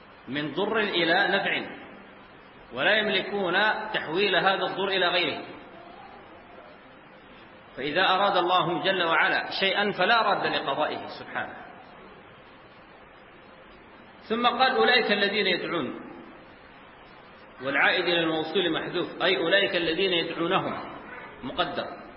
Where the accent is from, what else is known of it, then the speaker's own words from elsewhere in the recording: Sudan; هنا عندنا في السودان